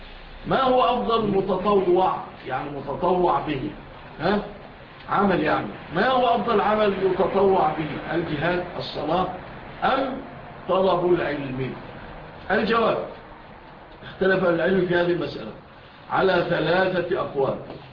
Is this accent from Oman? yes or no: no; Egypt; فالان في مثل بلادنا مصر